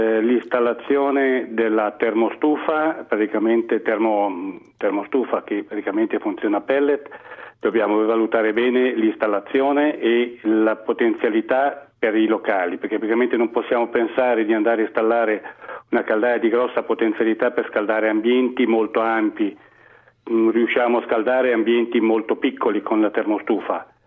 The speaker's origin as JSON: {"language": "Italian", "region": "Lombardy", "country": "Italy", "said": "Sono un brianzolo, quindi sono poco distante da Milano."}